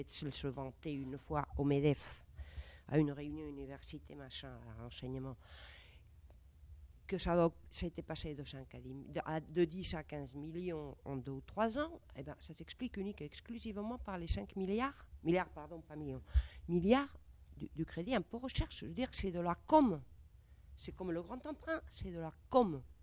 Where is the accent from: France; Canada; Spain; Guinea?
Spain; born there; French is a second language; Moi, je suis espagnole, je suis née en 51, sous Franco.